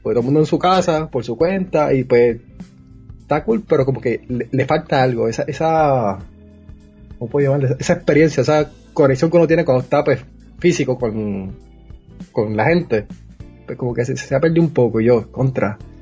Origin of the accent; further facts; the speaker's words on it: Guaynabo, Puerto Rico; yo soy de Guaynabo, Puerto Rico, no de Guaynabo City, Guaynabo del Monte, ya que todo el mundo siempre dice Guaynabo City, pero no. Guaynabo tiene sus montes, que nadie conoce. Nacido y criado ahí, estudié en escuela pública también en Guaynabo.